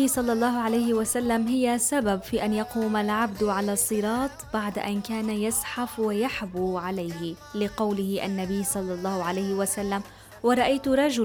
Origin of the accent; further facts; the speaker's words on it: Syria; إن شاء الله الفرج رح يكون قريب علينا وعلى بلدنا سوريا